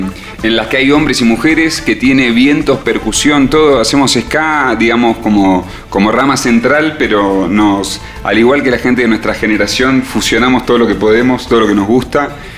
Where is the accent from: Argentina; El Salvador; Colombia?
Argentina; Buenos Aires; más que como argentinos o sudamericanos, o digamos, siempre hay un formato en el cual, o porteños en nuestro caso